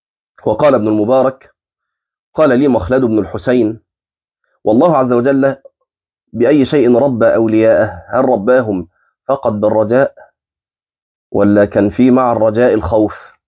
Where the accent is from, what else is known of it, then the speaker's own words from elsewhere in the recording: Egypt; من الامثال الجميله جدا عندنا في مصر